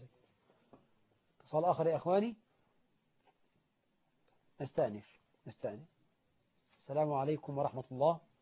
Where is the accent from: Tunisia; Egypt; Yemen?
Egypt; احنا عندنا في مصر على سبيل المثال 9 مليون بنت عانس عدت 35 سنة وهي بلا زوج